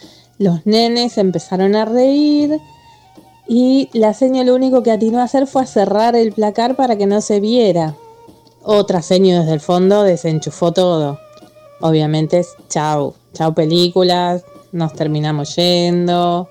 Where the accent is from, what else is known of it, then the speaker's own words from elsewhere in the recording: Lanús, Buenos Aires Province, Argentina; soy de Lanús. Soy docente hace muchos años